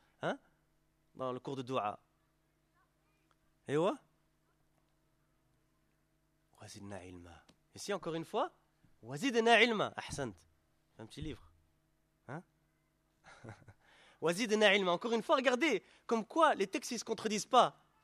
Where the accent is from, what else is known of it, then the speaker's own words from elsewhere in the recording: Belgium; born there; first language French; Moi, je suis né en Belgique, j'étais francophone aussi, j'ai dû apprendre l'arabe à un moment ou à l'autre.